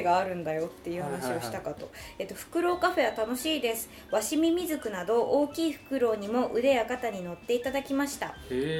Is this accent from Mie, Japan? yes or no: no; Kure, Hiroshima, Japan; 僕の出身は広島県呉市なのですが